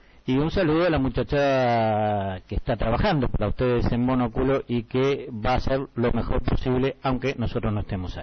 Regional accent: Uruguay; pero mucho mejor porque nosotros somos uruguayos.

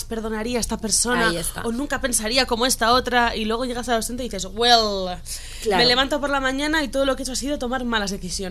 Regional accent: Basque Country, Spain; soy muy vasca y soy muy hater

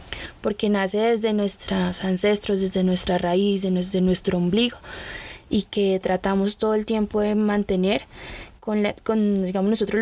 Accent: Tolima, Colombia; now in Bogotá, Colombia; Nosotros hacemos parte de un cabildo indígena, venimos todos del sur del Tolima.

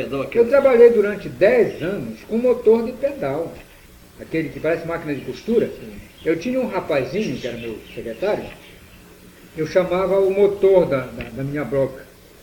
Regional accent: Santarém, Pará, Brazil; Eu nunca aceitei morar em Belém. Fui convidado para morar lá, mas até hoje eu vou a passeio, minha terra aí. Espero que, não foi meu berço, mas espero que seja meu túmulo, a terra querida que é Santarém.

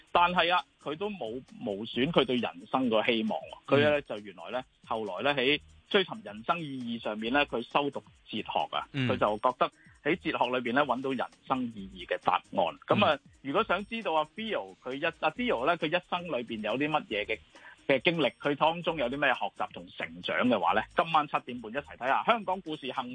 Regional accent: China; 我哋中國人咧好重視禮節啊！

